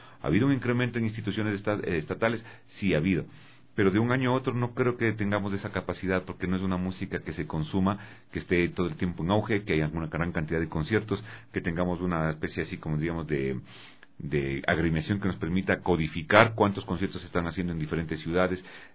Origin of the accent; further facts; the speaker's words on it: Ecuador; en la mentalidad de nosotros como ecuatorianos no existe la necesidad del arte